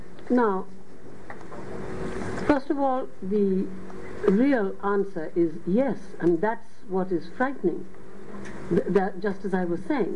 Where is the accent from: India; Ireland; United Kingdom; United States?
India; West Bengal; first language Bengali; English is a second language; And you have to know the language, so clearly Bengali is my mother tongue, so I can teach there, and English, I'm bilingual in, so I can teach there.